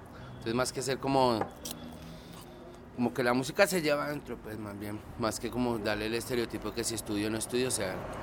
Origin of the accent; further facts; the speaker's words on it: Colombia; Y a eso pues se le suma pues lo que es uno como colombiano